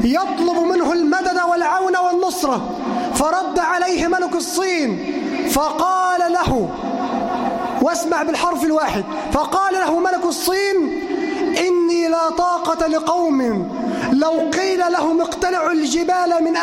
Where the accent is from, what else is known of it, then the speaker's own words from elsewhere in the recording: Egypt; اللهم اجعل بلدنا مصر أمنا أمانا، سخاء رخاء وسائر بلاد